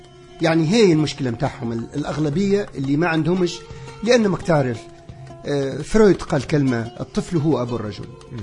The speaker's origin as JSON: {"language": "Arabic", "town": "Souk El Had", "country": "Tunisia", "tie": "born or raised there", "said": "أنا في قريتي في سوق الحد"}